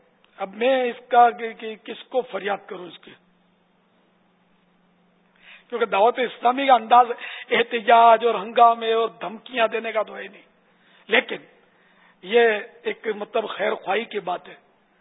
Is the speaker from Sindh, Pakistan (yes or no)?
yes; Karachi, Sindh, Pakistan; born there; لیکن میں پاکستان میں پیدا ہوا ہوں. باب المدینہ میرا مولد ہے, میرا برتھ پیلس باب المدینہ کراچی ہے, تو ہم تو اصلاً نسلاً پاکستانی ہوں